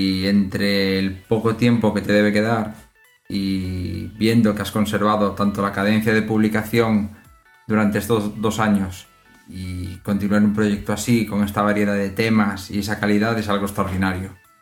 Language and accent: Spanish; Galicia, Spain; now in Jerez de la Frontera, Spain; Aunque soy gallego, ahora mismo salgo desde Jerez de la Frontera, en el sur de España.